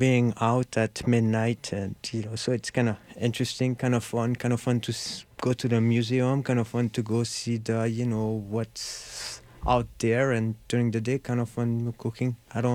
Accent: Marseille, Provence-Alpes-Côte d'Azur, France; English is a second language; Well, I'm from Marseille, you know, so it's a very city of, you know, a lot

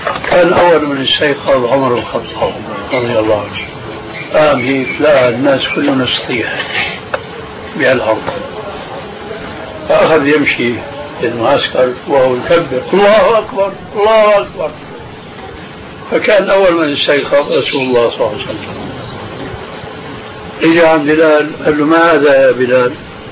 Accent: Syria; كما يقولون أيضا عندنا في الشام

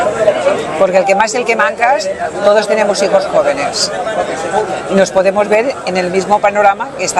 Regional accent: Teulada, Valencian Community, Spain; De Teulada.

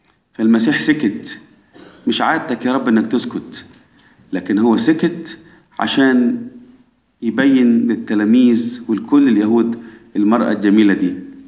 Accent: Egypt; احنا كمصريين أولاد مين من أحفاد نوح؟ أولاد مصرايم.

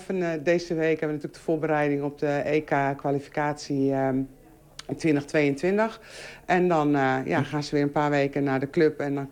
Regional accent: Netherlands; En dan denk ik dat we als Nederlanders veel inbreng kunnen hebben in met name het sociale en mentale gedeelte.

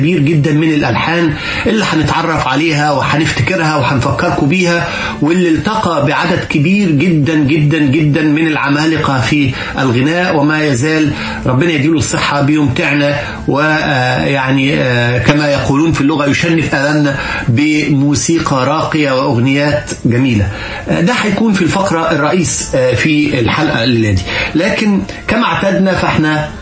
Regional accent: Egypt; بتحسسنا كمصريين ان احنا يعني بنتكرم

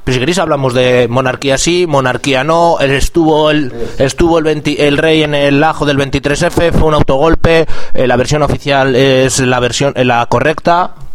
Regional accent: Burgos, Castile and León, Spain; Es que soy de Burgos, tío, de Gamonal.

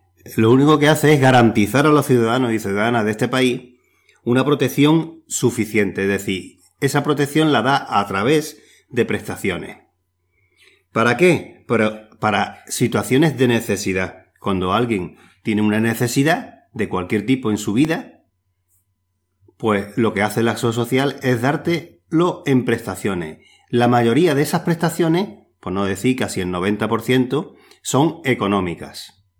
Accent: Spain; nosotros, como españoles, siempre se ha conseguido todo a través de luchas y conquistas sociales.

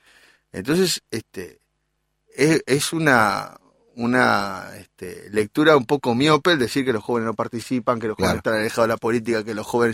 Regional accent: Montevideo, Uruguay; born there; now in Canelones, Uruguay; En Montevideo, pero vivo en Canelones.

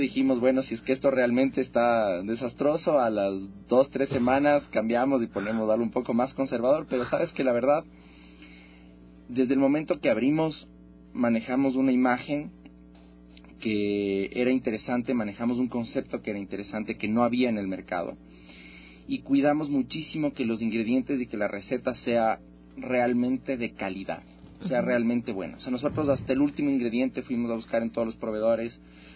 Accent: Ecuador; orgullosamente somos ecuatorianos

